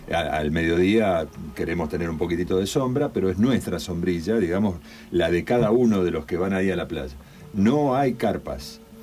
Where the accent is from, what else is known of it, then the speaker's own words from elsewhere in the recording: Santa Fe, Argentina; yo soy de Santa Fe, soy santafesino. En Santa Fe no hay mar, hay ríos.